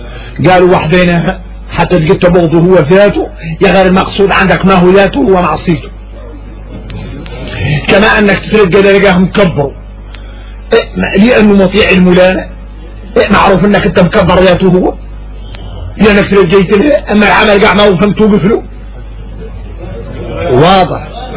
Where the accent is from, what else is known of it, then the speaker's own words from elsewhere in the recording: Mauritania; احنا موريتاني نعرفوا شكل من النفاق